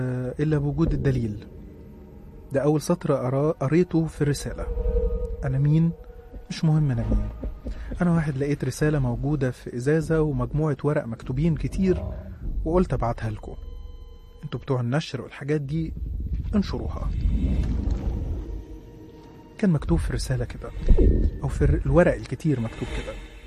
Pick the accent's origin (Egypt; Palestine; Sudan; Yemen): Egypt; Minya, Minya Governorate; عندي 20 سنة. أنا من الصعيد وتحديدا من المنيا. عايش في المنيا أنا ووالدتي ووالدي متوفى.